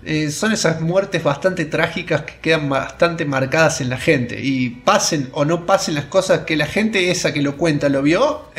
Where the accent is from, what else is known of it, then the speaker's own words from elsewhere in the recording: Córdoba, Argentina; hola, yo soy de Córdoba y él es de Nueva York.